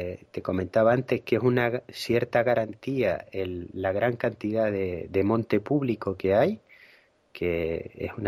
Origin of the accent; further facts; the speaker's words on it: Canary Islands, Spain; born there; yo soy de Gran Canaria de nacimiento, que es una isla que está superpoblada ahora mismo.